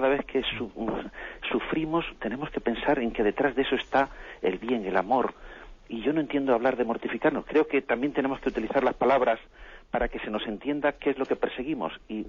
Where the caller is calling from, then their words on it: Madrid, Community of Madrid, Spain; de Madrid.